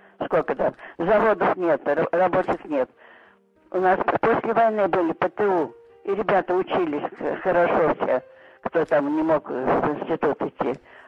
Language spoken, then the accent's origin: Russian; Moscow, Russia; Да, я москвичка. Мне уже 90 лет, я инвалид войны.